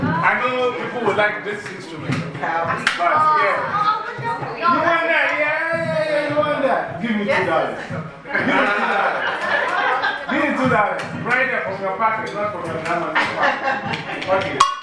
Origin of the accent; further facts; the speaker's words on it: Ghana; now in New York, United States; I'm from New York by way of Ghana, West Africa.